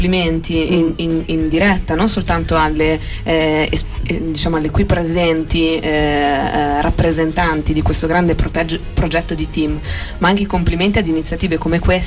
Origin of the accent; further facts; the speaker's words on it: Venice, Veneto, Italy; io vengo da Venezia